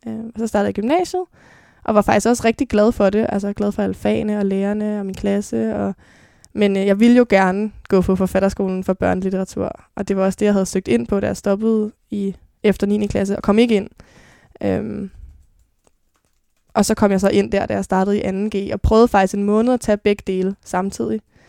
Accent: Copenhagen, Capital Region of Denmark, Denmark; Jeg blev født på Rigshospitalet, men er vokset op de første 6 år af mit liv på Nørrebro, på Jægersborggade, sammen med min mor.

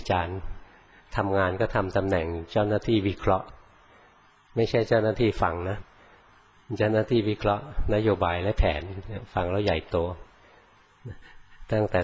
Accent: Bangkok, Thailand; born or raised there

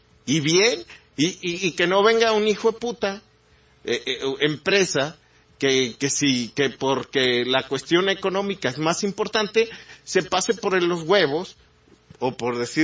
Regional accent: Mexico; sobre todo en una idiosincrasia como la mexicana, ¿no? Una cultura como la nuestra.

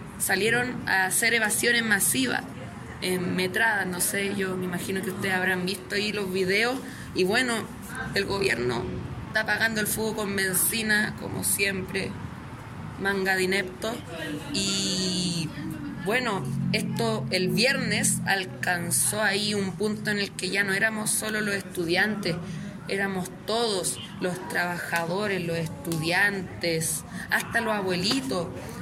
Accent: La Florida, Santiago Metropolitan Region, Chile; soy acá de la Florida, de territorios periféricos, de lo que es la ciudad de Santiago

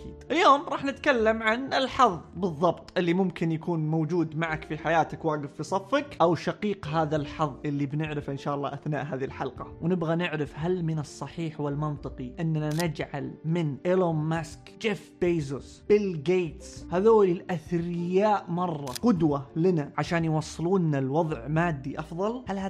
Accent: Saudi Arabia; إحنا عندنا في المملكة العربية السعودية، إذا ما كنت سعودي يعني، عندنا صحراء

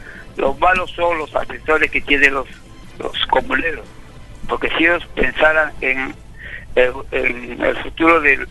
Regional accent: Lima, Peru; Y nosotros, como limeños que somos, que vivimos en las ciudades

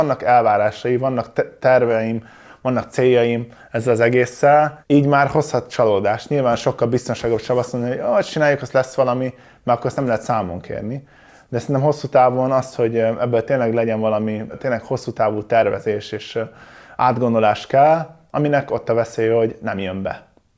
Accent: Szomor, Komárom-Esztergom, Hungary; Szomoron nőttem fel, ez egy kis falu.

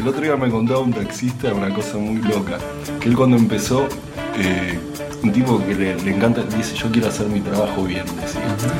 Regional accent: Lomas, Buenos Aires, Argentina; Yo me crié en Lomas, en un barrio parecido, con calles de adoquines, muy tranquilo.

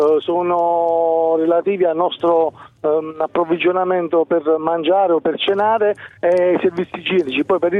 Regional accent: Campania, Italy; also born or lived in Potenza; Sono campano, sono vissuto a Potenza per tanti anni e mi trovo a Montenegro di Bisaccia da una decina.

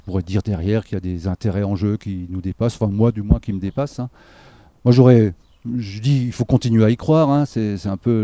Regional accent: Grand Est, France; une formation agricole à la base, que j'ai fait en Alsace, hein, je suis alsacien d'origine, voilà, et puis fier de l'être

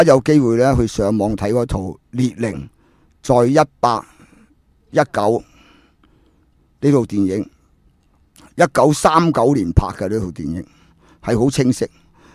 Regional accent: China; 我回到中国，我帮我下，我是中国人，我有个中国心而已

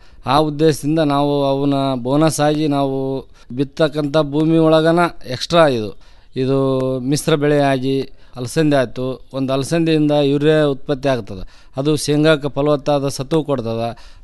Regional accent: Kamanur, Karnataka, India; ನಾವು ಜಿಲ್ಲಾ ಕೊಪ್ಪಳ ತಾಲೂಕಿನ ಕಾಮನೂರು ಗ್ರಾಮದವರು. ನಮ್ಮದು ಅವಿಭಕ್ತ ಕುಟುಂಬ. ನಾವು ಮೂಲತಃ ಕೃಷಿ ಆಧಾರಿತವಾದ ಕುಟುಂಬ.

